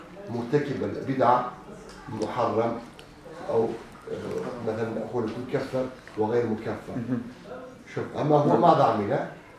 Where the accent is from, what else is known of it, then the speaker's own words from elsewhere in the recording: Turkey; كل بلد له طبيعته طبيعته تقاليد مثلا عندنا في تركيا بدعات أخرى بدعات غير موجودة عندكم